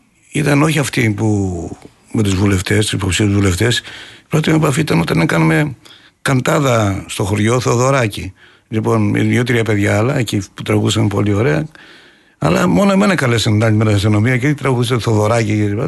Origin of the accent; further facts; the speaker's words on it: Doumpia, Central Macedonia, Greece; γιατί το χωριό μου βγάζει ένα καταπληκτικό νερό, τα Δουμπιά